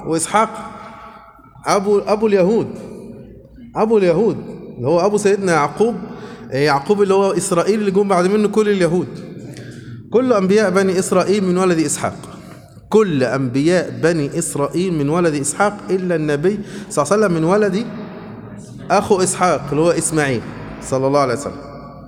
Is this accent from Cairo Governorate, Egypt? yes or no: no; Suez, Suez Governorate, Egypt; born there; also born or lived in Upper Egypt; انا مواليد في السويس، لكن هناك في الصعيد عملوا مولد انا وولاد خالتي